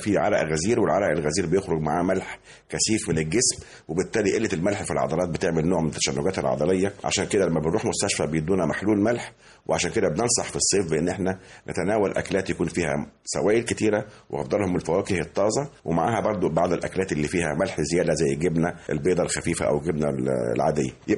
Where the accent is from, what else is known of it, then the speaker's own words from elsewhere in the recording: Egypt; مش عندنا في مصر فقط ولا في المنطقه فقط